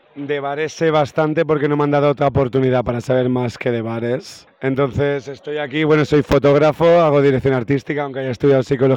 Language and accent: Spanish; Valencia, Valencian Community, Spain; also born or lived in Barcelona; me fui a vivir a Barcelona. Entonces, sí, soy de Valencia.